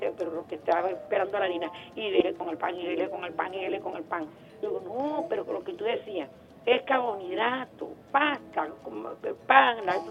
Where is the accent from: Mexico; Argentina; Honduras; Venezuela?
Venezuela; que yo que soy venezolana no lo bailo.